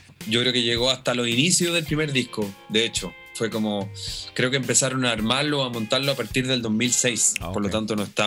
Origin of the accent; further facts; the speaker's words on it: Santiago, Santiago Metropolitan Region, Chile; de Santiago de Chile